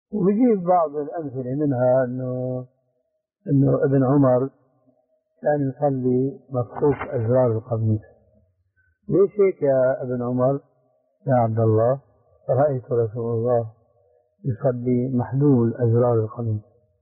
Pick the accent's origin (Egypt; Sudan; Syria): Syria; يسموه عندنا بالشام برزان بوق العسكري هذا الأصيل